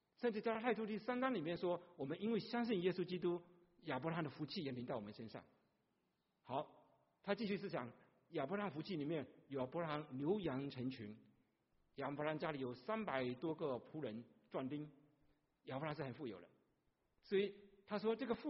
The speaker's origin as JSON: {"language": "Chinese", "country": "China", "said": "我们从大陆来切苹果都是一点点薄薄的一点点切哦"}